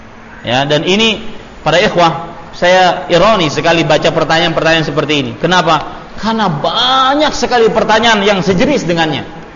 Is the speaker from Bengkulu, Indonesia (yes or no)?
no; Banjarmasin, South Kalimantan, Indonesia; Saya kemarin diberitahu di kampung saya di Banjarmasin